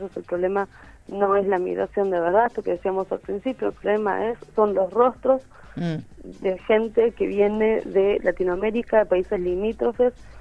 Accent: Paraguay; Yo soy de Paraguay.

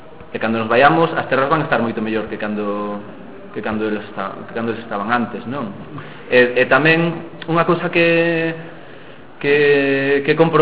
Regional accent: Arnoia, Galicia, Spain; eu mesmo no meu pobo aquí, eu son de Arnoia, aí do Ribeiro

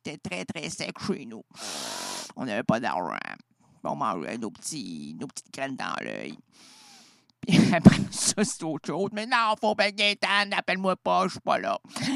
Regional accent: Quebec, Canada; Une grande, une belle, puis une rondelette, comme on les aime chez nous au Québec.

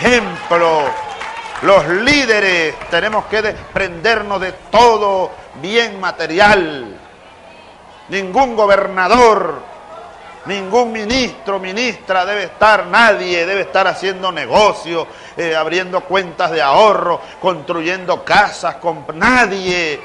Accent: Venezuela; como hermanos, como compatriotas venezolanos

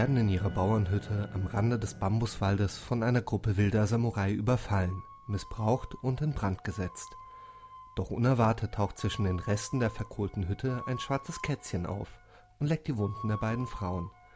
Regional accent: Germany; ich komme aus Deutschland und ein paar Kilometer weiter in Wien sitzt

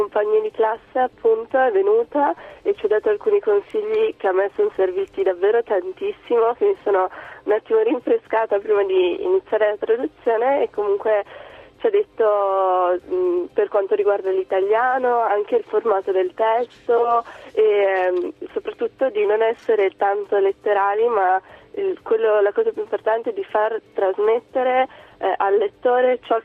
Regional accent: Verona, Veneto, Italy; born there; io sono nata qua a Verona, però mia mamma viene da Cracovia e sin da piccola mi ha insegnato il polacco. Addirittura le mie prime parole sono state in polacco.

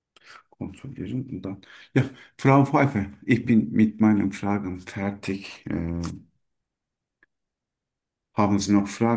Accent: Turkey; German is a second language; moved away as an adult; now in Germany; Ich komme aus der Türkei.

